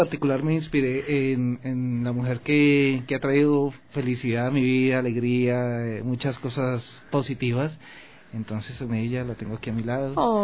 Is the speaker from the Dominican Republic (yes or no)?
no; Colombia; now in Ecuador; Soy gestor cultural de Colombia aquí en Ecuador